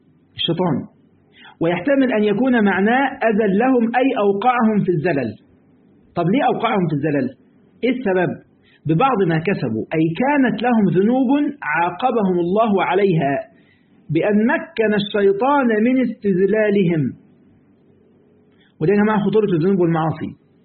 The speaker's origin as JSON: {"language": "Arabic", "country": "Egypt", "said": "من الفوائد في بعض الكلمات عندنا في مصر يقول لك أنا عملت كذا والباقي على ربنا"}